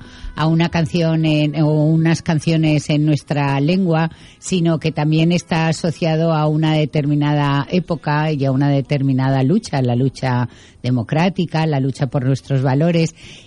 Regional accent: Valencian Community, Spain; first language Valencian; como en casa hablábamos en valenciano

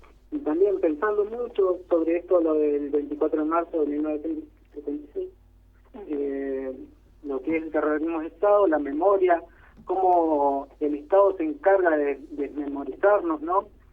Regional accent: El Maitén, Chubut, Argentina; Ahora estamos viviendo acá con Doña Casi, Cañiñahue. En el Maitén somos de acá del Maitén, directamente ya.

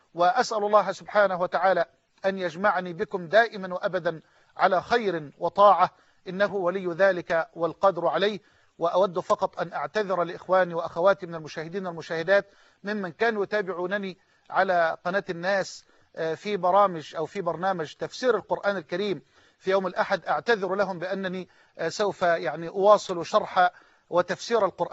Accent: Egypt; وأن يجعل بلدنا مصر أمنا أمانا، سخاء رخاء

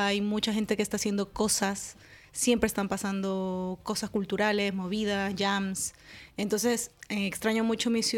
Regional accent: Guayaquil, Guayas, Ecuador; De Guayaquil.

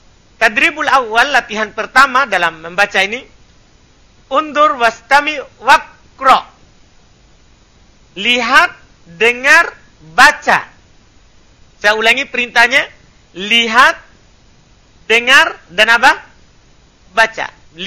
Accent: Makassar, South Sulawesi, Indonesia; Cuma karena kita orang Makassar, ya kan semuanya nenek.

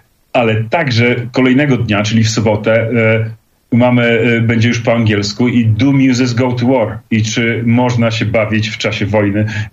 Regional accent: Podlaskie Voivodeship, Poland; jesteśmy ludkami spod Podlaskiej Puszczy albo nawet z Puszczy niektórzy

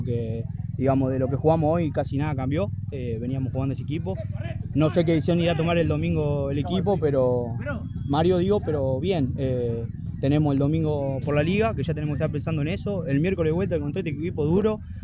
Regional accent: Rufino, Santa Fe, Argentina; also born or lived in La Pampa; De Rufino, pero vengo de La Pampa.

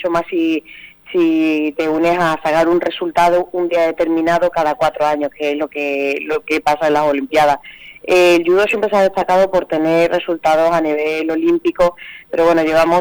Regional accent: Extremadura, Spain; moved away as an adult; tuve que salir fuera de Extremadura para poder realizarme profesionalmente, estuve 10 años fuera

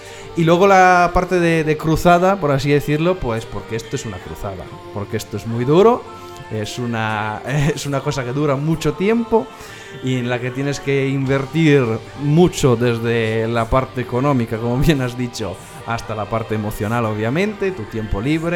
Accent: northern Italy, Italy; now in Spain; Mateo y yo somos del norte de Italia. Es verdad que llevamos viviendo aquí en España muchísimo tiempo.

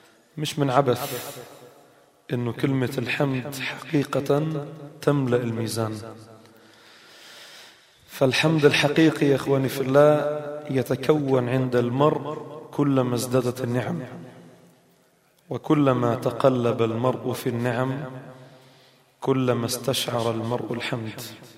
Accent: Palestine; وانا فلسطيني،

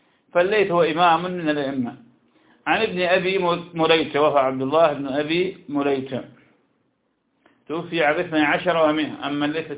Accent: Iraq; تكار عندنا في العراق

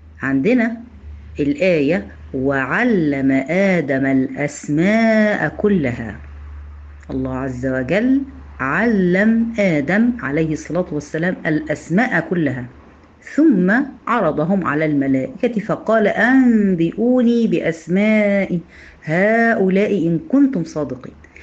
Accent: Egypt; إحنا هنا عندنا في مصر المفروض إن إحنا بنتكلم لغة عربية، لكن طبعا إحنا مش بنتكلم عربي، إحنا بنتكلم لغة عامية.

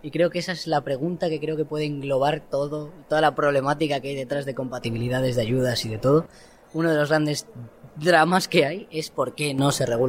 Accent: Castile and León, Spain; vengo de Castilla y León.

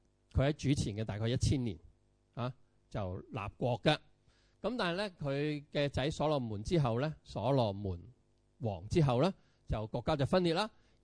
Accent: Hong Kong; 你第一個否認嘅，我唔係中國人嚟噶，係咪？咁你話我係香港人，係嘛？

